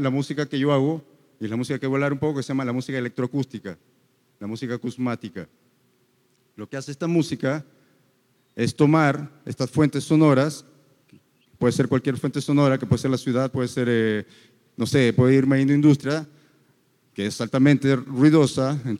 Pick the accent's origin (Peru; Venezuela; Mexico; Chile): Peru; now in Medellín, Colombia; yo originalmente soy de Perú. Yo originalmente vengo de una ciudad que es muy similar en sonidos a esta.